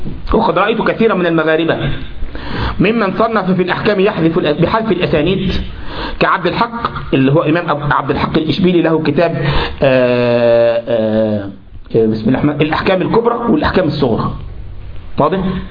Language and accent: Arabic; Egypt; وكذلك وحن عندنا في مصر ايه انت لما واحد يغلط في واحد